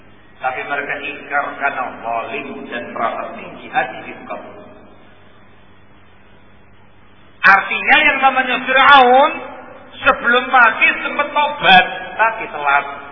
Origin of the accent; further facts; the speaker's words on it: East Java, Indonesia; Saya orang asli Jawa Timuran.